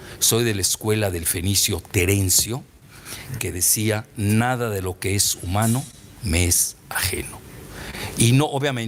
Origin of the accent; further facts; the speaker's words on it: Yucatán, Mexico; moved away; also born or lived in Lebanon; Pero me crié en Yucatán. Y luego, a la muerte de mi familia, pues vinieron mis tíos por mí y me fui al Líbano.